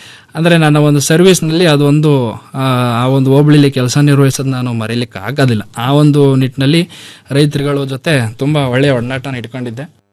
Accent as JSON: {"language": "Kannada", "town": "Siddalingapura", "region": "Karnataka", "country": "India", "said": "ಮೂಲತಃ ನಾವು ಮೈಸೂರು ತಾಲೂಕಿನ ಸಿದ್ಲಿಂಗ್ಪುರ ಗ್ರಾಮ, ನಮ್ಮದು ಕೃಷಿ ಮೂಲದಿಂದಲೇ ಬಂದಿರತಕ್ಕಂಥವ್ರು."}